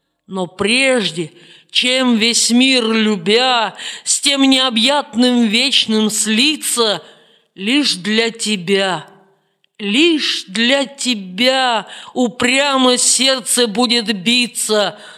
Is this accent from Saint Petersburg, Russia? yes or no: yes; Saint Petersburg, Russia; С 1980 года я живу в моем родном городе Санкт-Петербурге.